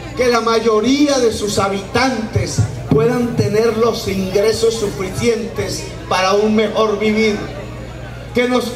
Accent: Córdoba, Colombia; si se va hacia mi tierra, Córdoba

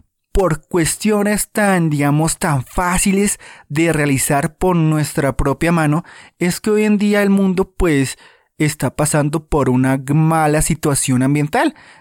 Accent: Colombia; En tu país ocurrirá, en mi país Colombia ocurre

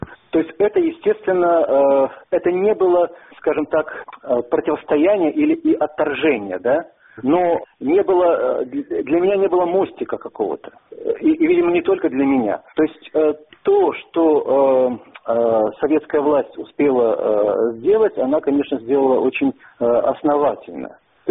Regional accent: Minsk, Belarus; Я здесь родился, в Минске. Я по рождению я белорус. Естественно, то есть я получал воспитание в рамках русской культурной традиции

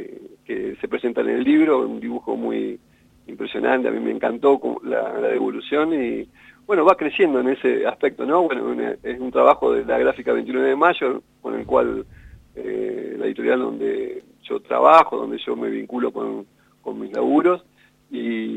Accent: La Pampa, Argentina; also born or lived in San Juan; Soy sanjuanino y bueno, vine de muy chico acá a La Pampa y también me considero un pampeano por adopción.

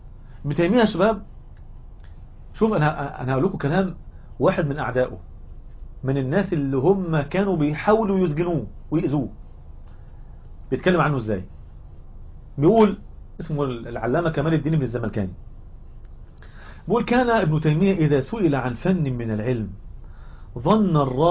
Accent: Egypt; احنا عندنا في مصر، مصر حد هنا مصري؟

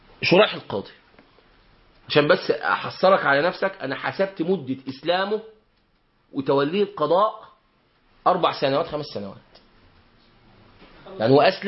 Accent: Egypt; ونحن كمصريين موالي لأهل اليمن.

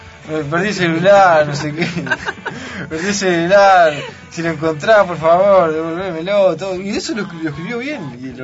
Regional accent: Paysandú, Uruguay; Estábamos en el interior, ¿no? Yo soy de Paysandú.

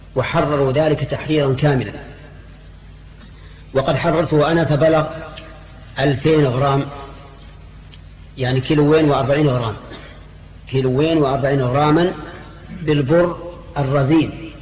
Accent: Al-Qassim, Saudi Arabia; بينما المد عندنا في القصيم ثلث الصاع

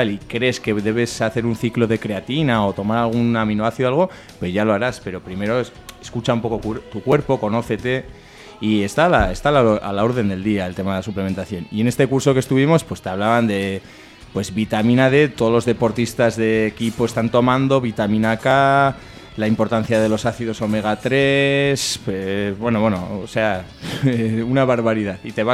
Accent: Barañáin, Navarre, Spain; now in Sarriguren, Spain; Yo ahora estoy viviendo en Sarriguren, aunque soy de Barañáin

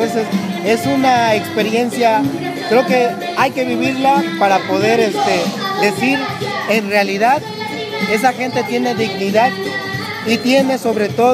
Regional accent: Veracruz, Mexico; yo soy de Veracruz y no estoy en mi casa

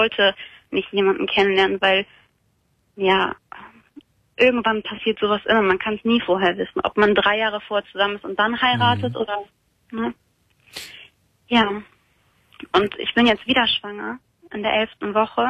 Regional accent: Germany; Ich bin Deutsche, ja, genau.

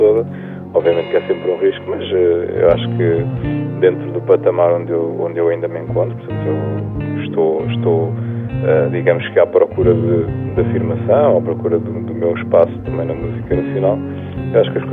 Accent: Sintra, Lisbon, Portugal; also born or lived in Cascais; now in Lisbon, Portugal; Sim, eu na verdade nasci em Cascais, sou natural de Sintra, e neste momento vivo em Lisboa

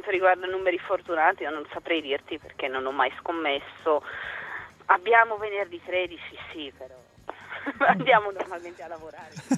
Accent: Czechia; Italian is a second language; Io vengo del nord della Repubblica Ceca, sì, che è una zona che dopo la guerra era tutta tedesca.

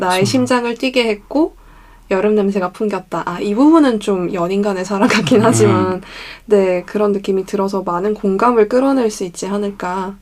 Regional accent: Busan, South Korea; 근데 당황하면 부산 사람이니까. 왜냐면 전 정말 부산 사람이기 때문에.

